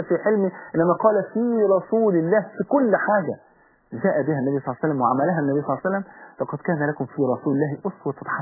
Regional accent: Egypt; يا جماعه ده لسه من ثلاث ايام عندنا في مصر هنا

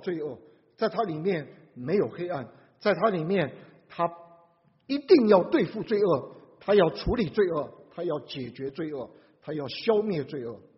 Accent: Taiwan; 你们在座大部分都中国大陆来，我是台湾来的

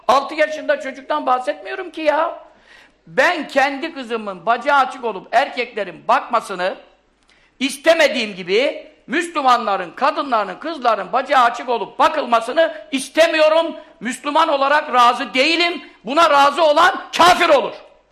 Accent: Görele, Giresun, Turkey; Bizim hep etrafımız hep asker. Bizim Göreleliyiz biz.

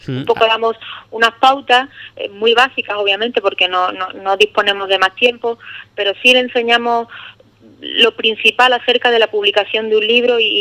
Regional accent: Ubrique, Andalusia, Spain; moved away as an adult; yo llevo ya por motivos profesionales fuera de Ubrique bastantes años y siempre que vengo a mi tierra es un regalo, la verdad.

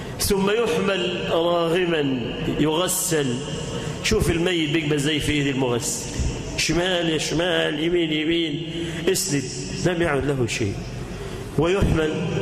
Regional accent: Egypt; اللهم اجعل بلدنا مصر أمنة مطمئنة، سخاء رخاء

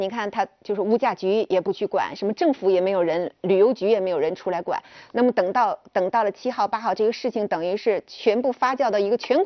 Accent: Northeast China, China; accent: Northeastern; 都是我们东北口音

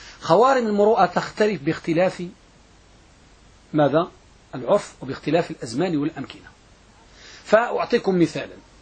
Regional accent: Morocco; النساء عندنا بالمغرب

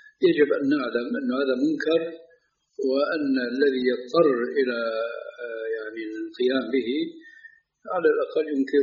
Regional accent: Syria; now in Jordan; ولو أمثلة هنا في الأردن وفي عندنا في سوريا

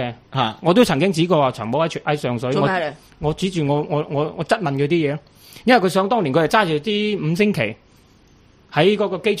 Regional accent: Yuen Long, New Territories, Hong Kong; 唔系我哋本身细细个喺元朗住咧，十零岁已经喺啲社团嗰度行嚟行去噶啦

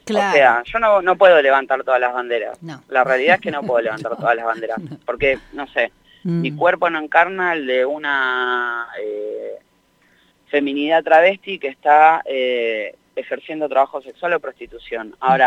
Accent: La Matanza, Buenos Aires Province, Argentina; Nací en Capital, en un conventillo de Constitución. Soy le cuarte hije de 6 hermanos. Después nos mudamos al conurbano, viví mucho tiempo en La Matanza.

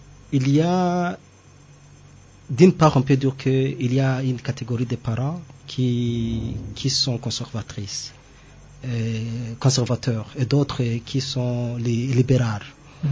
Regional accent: Burundi; même ici chez nous au Burundi, dans notre culture.

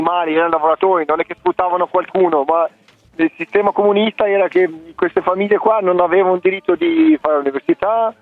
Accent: Milot, Lezhë County, Albania; Italian is a second language; now in Italy; Cervinara è un piccolo paese, mi ricordo il mio paese nativo, Milot, in Albania.

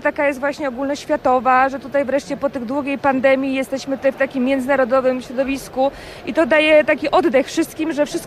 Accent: Łódź, Łódź Voivodeship, Poland; my jesteśmy w ogóle z Łodzi i musimy już wracać

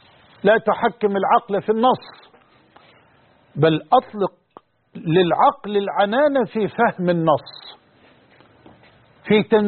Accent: Egypt; وأن يحفظ بلدنا مصر وجميع بلاد

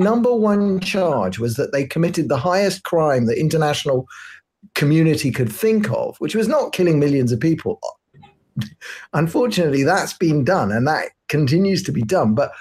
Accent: London, United Kingdom; moved away as an adult; now in Israel; I live in Israel. I moved here 10 years ago. I grew up in London, moved to Israel 10 years ago because I wanted to raise little Jewish kids.

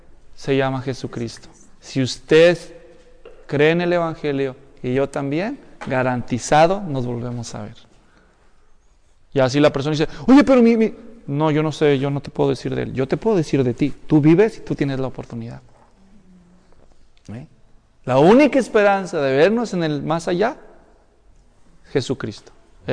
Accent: Mexico; Yo crecí allá en México.

